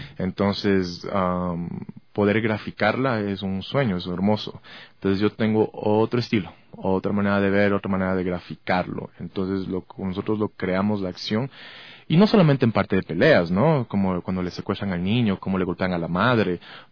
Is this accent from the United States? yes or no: yes; United States; also born or lived in Ecuador; yo me crié casi 20 años en Estados Unidos desde que tenía 8 años.